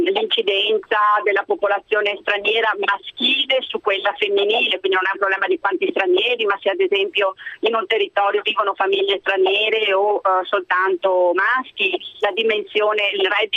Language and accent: Italian; Padua, Veneto, Italy; Io sono padovana e quindi è una città che è stata esclusa in realtà da questa graduatoria.